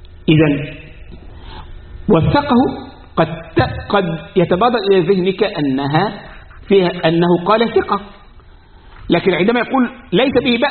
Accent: Egypt; عندنا في مصر يقول ايه؟ يا بخت من زار وخفف،

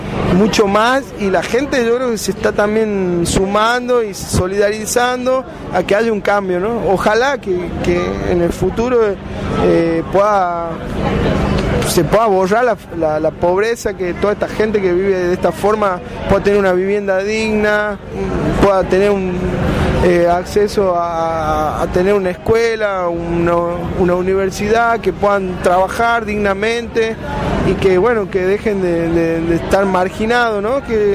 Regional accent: Jujuy, Argentina; accent: Puna; y no tengo los rasgos indígenas, por eso no he sufrido eso también, ¿no? Pero sí por ahí con mi forma de hablar, ¿no? Con mis tiempos más en ritmo Puna

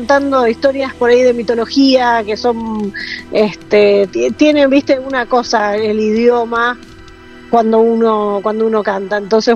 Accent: Buenos Aires, Argentina; born there; Nací de Buenos Aires, sí

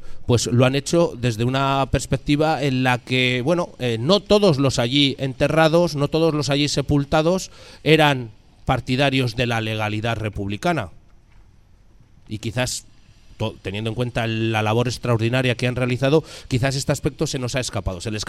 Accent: Burgos, Castile and León, Spain; provengo de un lugar bastante complicado en este aspecto. Yo vengo del Burgos, de la capital de la Cruzada. Bueno, mi cuna es el barrio de Gamonal y quizás ahí estamos hablando de dos Burgos

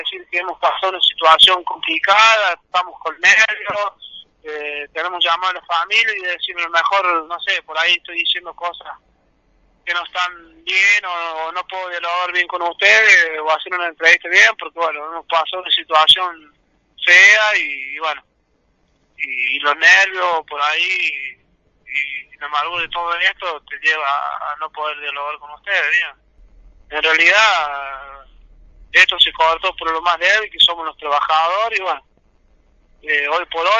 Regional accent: Villa Mercedes, San Luis, Argentina; como ciudadano de Villa Mercedes, porque nací acá en Villa Mercedes y soy de provincia de Salvita

